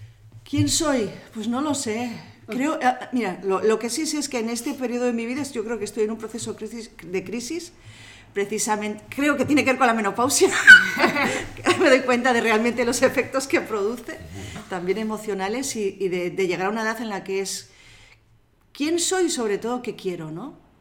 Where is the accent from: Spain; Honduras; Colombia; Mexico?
Spain; Errenteria, Basque Country; Bueno, pues yo nací en Rentería, yo soy de Rentería